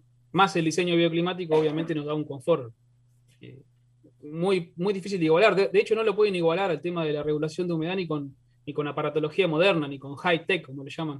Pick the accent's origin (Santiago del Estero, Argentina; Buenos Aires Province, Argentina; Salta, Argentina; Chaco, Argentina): Buenos Aires Province, Argentina; somos argentinos, somos de la provincia de Buenos Aires, y acá hace 100 años atrás estaba lleno de rancho.